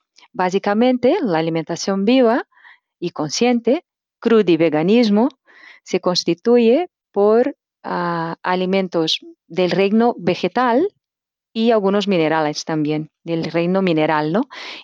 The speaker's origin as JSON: {"language": "Spanish", "country": "Brazil", "tie": "born or raised there", "second_language": "Spanish", "moved": "yes", "lives_now": "Spain", "said": "Soy natural de Brasil y hace 11 años que vivo aquí en España, Cataluña."}